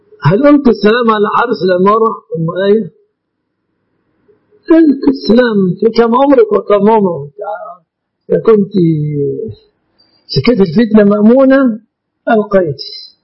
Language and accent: Arabic; Egypt